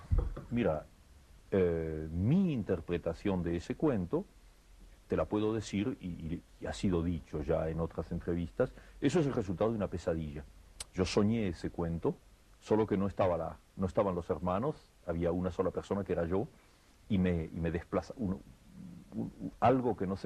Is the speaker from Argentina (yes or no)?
yes; Argentina